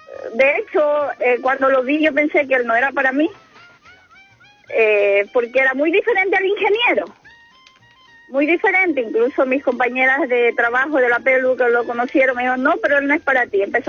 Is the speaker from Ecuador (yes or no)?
yes; Guayaquil, Guayas, Ecuador; now in Chile; llegué hace un año y medio acá a Chile, soy ecuatoriana.